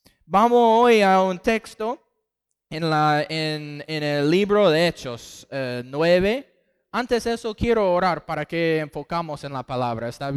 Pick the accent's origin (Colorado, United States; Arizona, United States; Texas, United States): Texas, United States; Spanish is a second language; also born or lived in Costa Rica / Panama; now in Argentina; Y somos del estado de Texas, en el sur de los Estados Unidos.